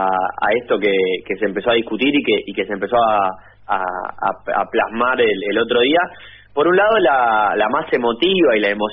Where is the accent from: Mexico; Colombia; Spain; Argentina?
Argentina; porque si no, somos la Argentina.